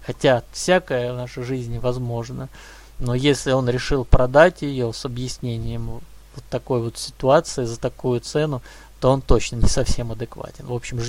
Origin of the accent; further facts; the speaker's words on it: Moscow, Russia; Нет, знаете, дело в том, что я из Москвы.